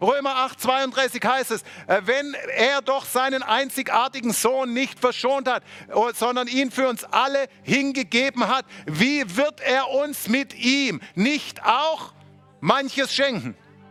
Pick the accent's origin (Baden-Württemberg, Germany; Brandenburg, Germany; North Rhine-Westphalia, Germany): Baden-Württemberg, Germany; Oh, ich bin selber Schwabe, ich kann solche Witze machen.